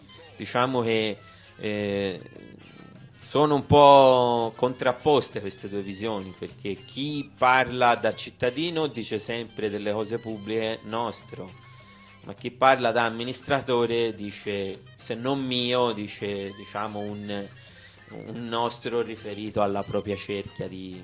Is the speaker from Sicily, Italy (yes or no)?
yes; Sicily, Italy; Vabbè, essendo siciliano, sicuramente quello che mi infiamma di più è sicuramente l'antimafia